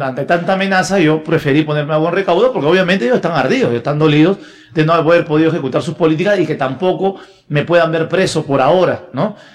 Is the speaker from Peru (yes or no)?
yes; Peru; tú sabes que dentro de las cosas locas que pasan en mi país, estos testigos sin rostro se fueron a la huelga.